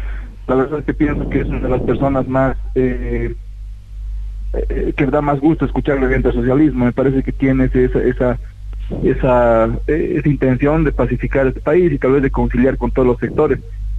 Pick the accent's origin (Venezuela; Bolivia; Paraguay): Bolivia; respetándonos como hermanos bolivianos.